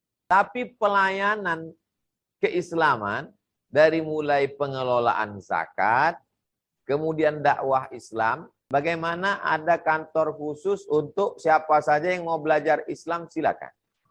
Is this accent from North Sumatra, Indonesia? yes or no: yes; North Sumatra, Indonesia; Sumatera Utara, kampung halaman saya